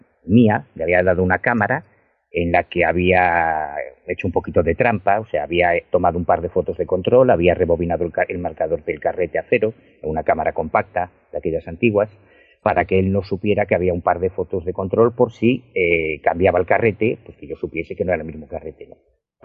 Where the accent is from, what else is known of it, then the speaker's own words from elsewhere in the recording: Galicia, Spain; yo soy gallego, o sea, yo vivo en La Coruña, no vivo en Madrid